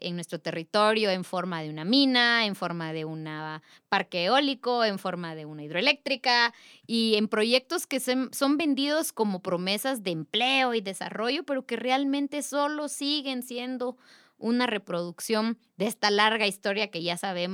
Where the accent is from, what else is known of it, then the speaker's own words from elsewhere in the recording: Totonicapán, Guatemala; de Totonicapán, somos electos en asamblea para prestar un servicio a la comunidad.